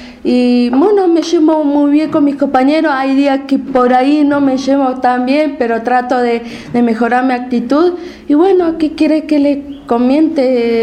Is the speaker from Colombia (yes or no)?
no; Viedma, Río Negro, Argentina; also born or lived in Adolfo Alsina; soy nacida en Adolfo Asina, en provincia de Buenos Aires, fui criada en Viedma y de Viedma me fui a radicar acá.